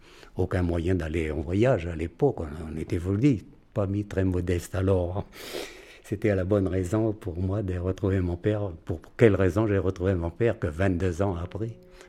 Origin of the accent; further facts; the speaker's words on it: France; Je dis, voilà, monsieur, je suis français.